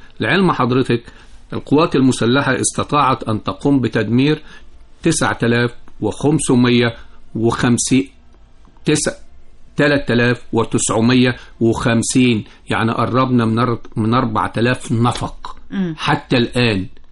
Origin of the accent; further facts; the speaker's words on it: Egypt; وثلث الثروة المعدنية للدنيا دي كلها موجودة عندنا في مصر